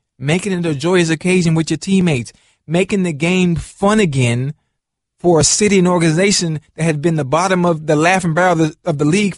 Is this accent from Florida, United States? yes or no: yes; Miami, Florida, United States; this is the funny thing about growing up in Miami and in Liberty City where I'm from.